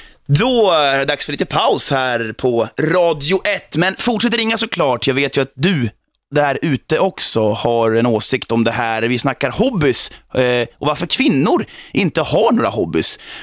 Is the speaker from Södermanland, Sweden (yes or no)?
yes; Eskilstuna, Södermanland, Sweden; Jag är ju själv från Eskilstuna